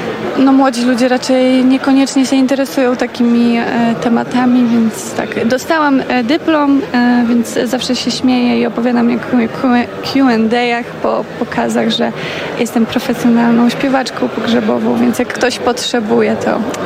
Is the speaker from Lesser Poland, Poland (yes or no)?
no; Podlaskie Voivodeship, Poland; ja jestem spod Białegostoku